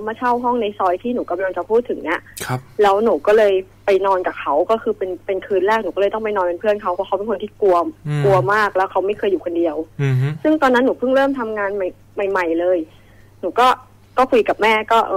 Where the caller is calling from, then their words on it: Pak Nam, Samut Prakan, Thailand; ที่บ้านจะบอกยังไงดี ใกล้ๆที่ทำงานแถวๆปากน้ำอะค่ะ